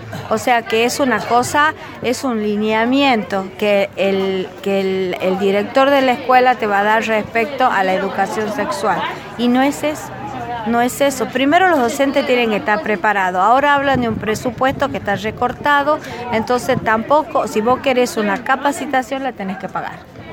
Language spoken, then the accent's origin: Spanish; Tucumán, Argentina; de Tucumán.